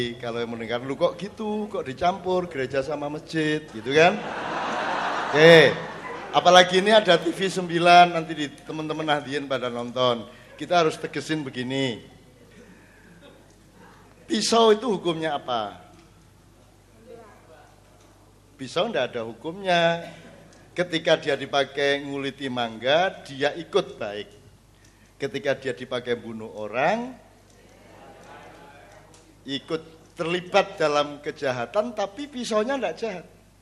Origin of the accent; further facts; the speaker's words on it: Jombang, East Java, Indonesia; born there; Nah, saya adalah orang Mandar yang lahir di Jombang.